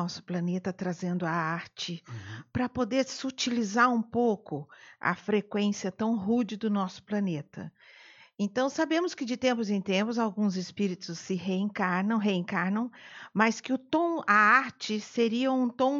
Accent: Brazil; Brasil, eu sou muito brasileira.

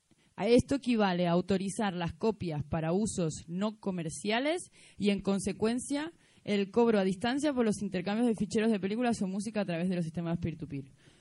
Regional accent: Argentina; Bueno, yo soy argentina, yo estoy acostumbrada a que la gente me quiera sangrar

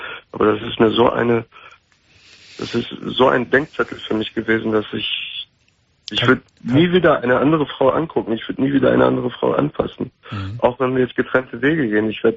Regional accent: Turkey; ich bin Türke.

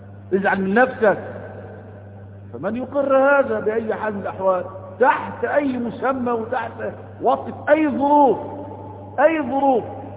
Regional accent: Egypt; هو احنا الغزاة؟ ما احنا أولاد مصر المصريين

